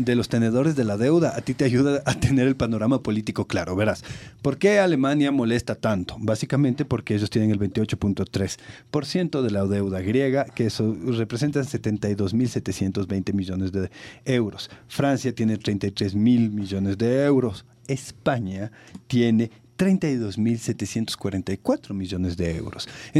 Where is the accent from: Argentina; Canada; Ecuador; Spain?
Ecuador; en el momento que nosotros como ecuatorianos denunciamos el pago ilegítimo de la deuda